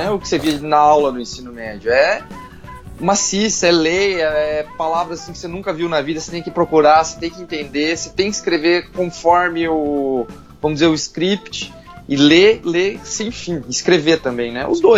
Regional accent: Paraná, Brazil; Eu sou do Paraná.

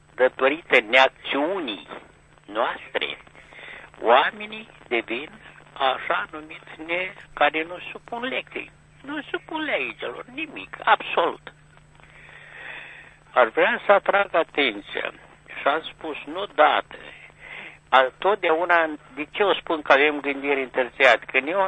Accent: Moldova; care suntem moldoveni

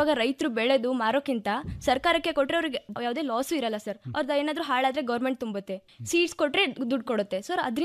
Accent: Talikota, Karnataka, India; ನಮ್ಮ ಊರು ಬಿಜಾಪುರ ಜಿಲ್ಲೆ ತಾಳಿಕೋಟಿ.

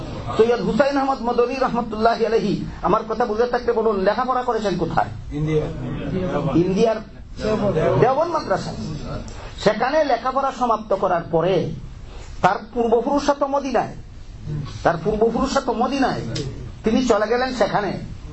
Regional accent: Bangladesh; আমাদের বাংলাদেশি ভাষায় কয় বাং দেওয়া

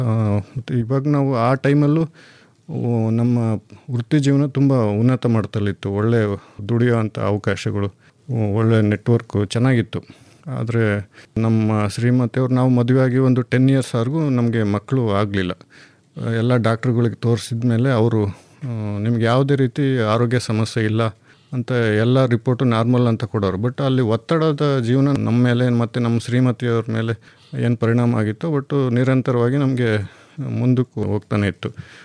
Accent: Hiriyur, Karnataka, India; ಮೂಲತಃ ನಾವು ಚಿತ್ರದುರ್ಗ ಜಿಲ್ಲೆ ಹಿರಿಯೂರವರು, ಕೃಷಿ ಕುಟುಂಬದವರು. ನಮ್ಮ ತಂದೆ ತಾಯಿ ಕೃಷಿ ಹಿನ್ನೆಲೆಯವರು. ನಾವು ಎಜುಕೇಷನ್ ಆದಮೇಲೆ 7 ನಮ್ಮ ವಕೀಲಿ ವೃತ್ತಿನ ಬೆಂಗಳೂರಲ್ಲಿ ಸ್ಟಾರ್ಟ್ ಮಾಡಿದ್ವಿ.

